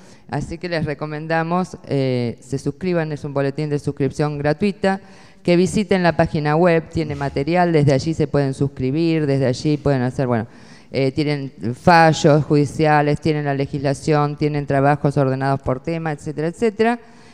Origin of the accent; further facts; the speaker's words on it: Buenos Aires, Argentina; Buenos Aires, qué vergüenza me da, y soy porteña